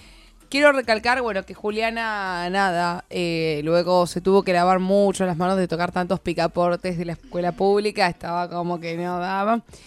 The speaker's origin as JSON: {"language": "Spanish", "region": "Buenos Aires", "country": "Argentina", "said": "yo soy, no soy de La Plata, yo soy de Capital Federal, ¿no?"}